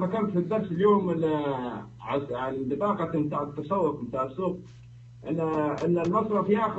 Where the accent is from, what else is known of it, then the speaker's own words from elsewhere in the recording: Libya; أنا من ليبيا